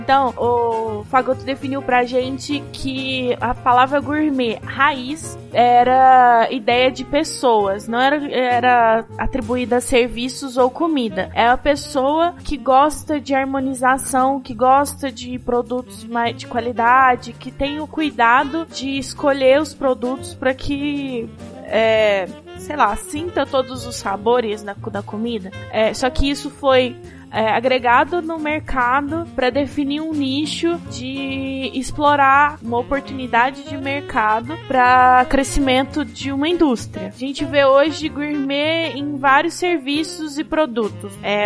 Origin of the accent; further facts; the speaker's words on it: Paraná, Brazil; no Paraná, eu sou natural do Paraná, né?